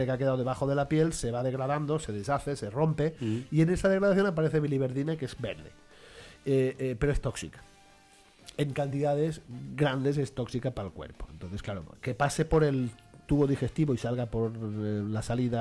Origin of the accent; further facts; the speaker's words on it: Catalonia, Spain; Yo soy catalán